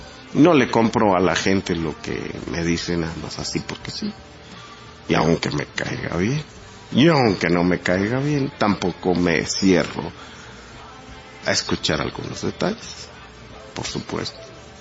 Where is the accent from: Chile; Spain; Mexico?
Mexico; Como mexicano, quiero a mi patria. Y como judío, sé lo que es poder tener una patria.